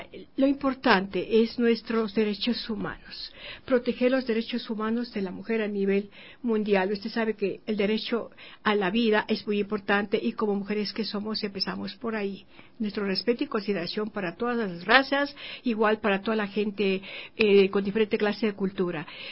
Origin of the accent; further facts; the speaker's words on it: Ecuador; como ecuatoriana que soy, dije: no, mi patria, voy primero a Ecuador.